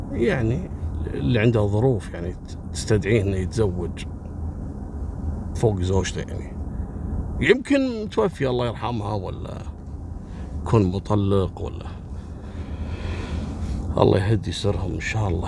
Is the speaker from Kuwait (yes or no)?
yes; Kuwait; عندنا في الكويت